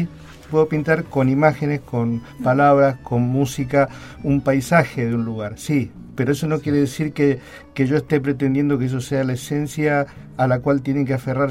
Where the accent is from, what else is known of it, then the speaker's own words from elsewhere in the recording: Mendoza, Argentina; now in Mar del Plata, Argentina; yo soy mendocino y me siento marplatense, hace 26 años que vivo acá.